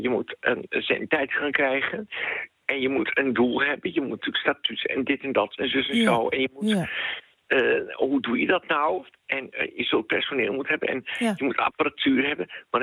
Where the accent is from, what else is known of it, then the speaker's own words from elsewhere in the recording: Soest, Utrecht, Netherlands; En dan, vroeger, ik kom uit Soest, had je met liedjes het land in.